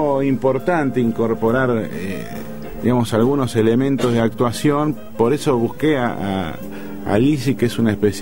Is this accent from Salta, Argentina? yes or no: no; Lanús, Buenos Aires Province, Argentina; Yo soy de Lanús este por media cuadra.